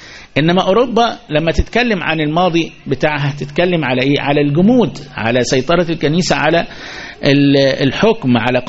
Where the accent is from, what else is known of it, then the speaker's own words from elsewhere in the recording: Egypt; احنا كمصريين بيننا وبينها في